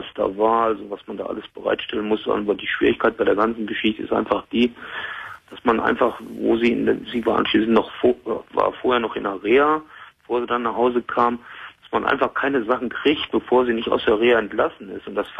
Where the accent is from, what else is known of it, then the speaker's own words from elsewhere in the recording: North Rhine-Westphalia, Germany; Ich bin gebürtig aus Westfalen, bin aber mittlerweile seit 40 Jahren in Hessen